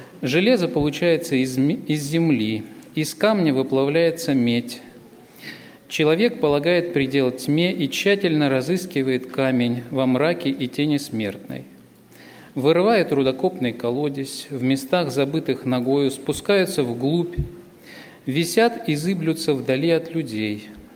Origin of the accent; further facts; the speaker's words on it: Bogoroditsk, Tula Oblast, Russia; я из Тульской области. Город Богородицк у нас есть такой. Раньше я был членом церкви в Новомосковске.